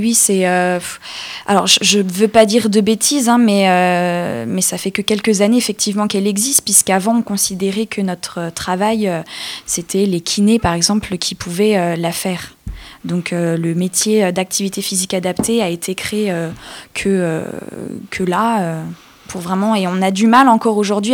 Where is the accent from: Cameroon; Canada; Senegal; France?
France; Orléans, Centre-Val de Loire; Moi, par exemple, je viens de Orléans.